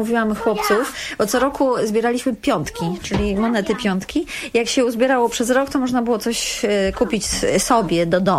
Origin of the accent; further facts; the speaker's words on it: Lublin, Lublin Voivodeship, Poland; now in Warsaw, Poland; Mieszkam tu od 15 lat, a jestem z Lublina i mąż też.